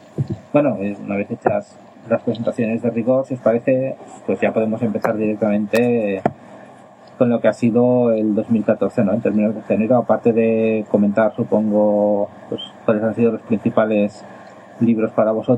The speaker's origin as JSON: {"language": "Spanish", "town": "Moncada", "region": "Valencian Community", "country": "Spain", "tie": "born or raised there", "said": "que ha sido en mi pueblo, Moncada y Reixac"}